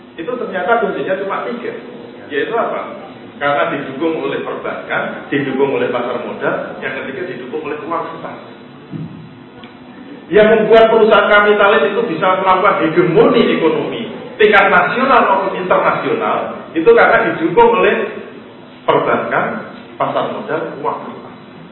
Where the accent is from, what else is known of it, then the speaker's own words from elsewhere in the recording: Bantul, Special Region of Yogyakarta, Indonesia; Kayak saya dari Bantul. Bantul tertutup untuk mall. Nggak ada mall di Bantul.